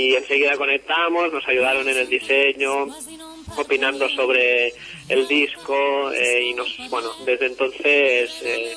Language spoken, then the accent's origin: Spanish; Granollers, Catalonia, Spain; Y somos de Granollers, del Vallès Oriental.